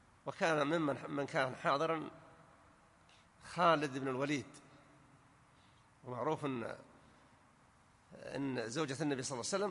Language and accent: Arabic; Najd, Saudi Arabia; لكنه معروف أنه ما يشتهر عندنا في نجد بالخصوص